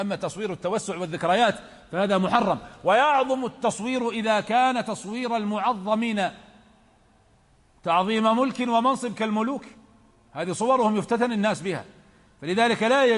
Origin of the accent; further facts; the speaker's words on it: Najd, Saudi Arabia; وهناك كلمة تقال عندنا في نجد بلعون، ما أدري عندكم هذه ولا لا